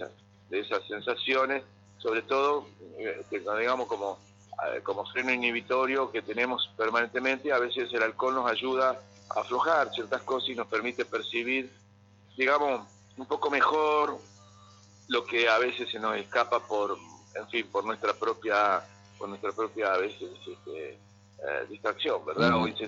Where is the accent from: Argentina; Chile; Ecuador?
Argentina; Concordia, Entre Ríos; Yo soy de Concordia, estoy ahí, voy y vengo, uh-huh. La verdad es que voy y vengo, pero es mi ciudad, es mi lugar, es mi paisaje